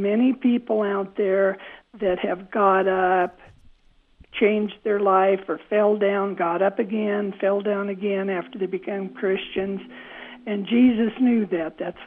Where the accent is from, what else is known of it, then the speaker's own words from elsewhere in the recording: Emmett, Idaho, United States; born there; I love Idaho. I was born in Emmett.